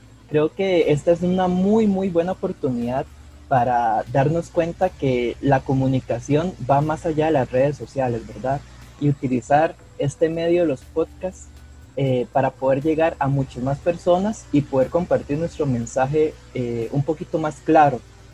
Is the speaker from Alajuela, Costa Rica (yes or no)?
yes; Palmares, Alajuela, Costa Rica; nací y me crié en Palmares de Alajuela.